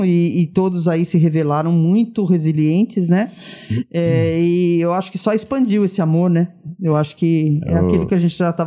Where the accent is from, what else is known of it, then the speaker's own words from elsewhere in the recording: Arapongas, Paraná, Brazil; Eu sou araponguense.